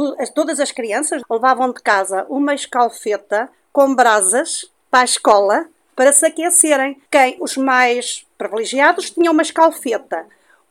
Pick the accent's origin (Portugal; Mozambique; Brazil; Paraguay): Portugal; Guarda; Pronto, eu sou da Guarda, uma zona fria.